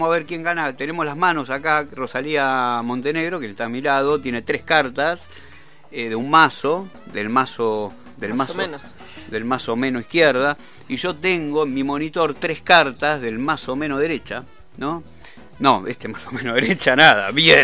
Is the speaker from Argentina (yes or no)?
yes; Argentina; como ciudadanos argentinos que entendamos al FMI, no que entendamos a la Argentina